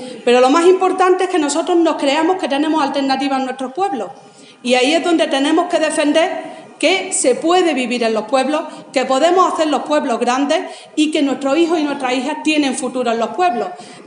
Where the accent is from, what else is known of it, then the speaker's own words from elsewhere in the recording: Andalusia, Spain; de los andaluces y de las andaluzas como españoles que somos.